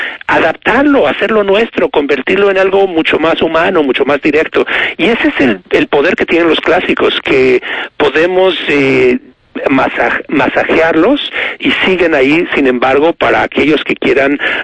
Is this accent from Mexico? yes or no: yes; Mexico; Cuando alguien como yo, un mexicano, la lee como una especie de Biblia latinoamericana